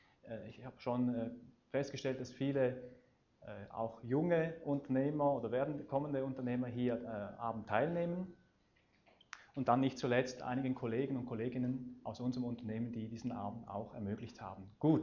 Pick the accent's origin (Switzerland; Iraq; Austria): Switzerland; Eastern Switzerland; weshalb ich Hochdeutsch spreche. Ich komme ursprünglich aus der Ostschweiz und wir wollten sicherstellen, dass die Basler mich auch wirklich verstehen. Ich habe zwar ein Jahr lang in Basel gewohnt, gleich hier in Gündelü, in einer sehr schönen Wohnung